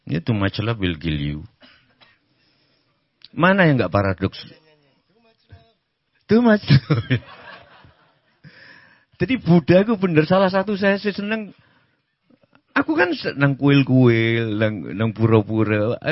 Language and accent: Indonesian; Java, Indonesia; Aku orang Jawa kok.